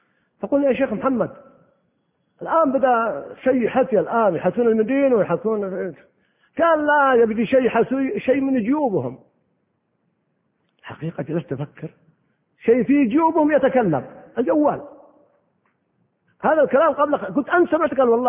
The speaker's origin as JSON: {"language": "Arabic", "region": "Al-Qassim", "country": "Saudi Arabia", "tie": "born or raised there", "said": "كان في وسط القصيم يعني في وسط بريدة، وإذا أردنا نذهب للقرية نذهب من مساحات قريتنا بعيدة جدا"}